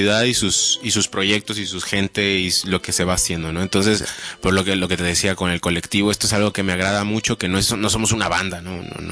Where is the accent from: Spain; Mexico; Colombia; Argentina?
Mexico; yo soy de México y nací allá. Y pues desde allá empecé con estas movidas.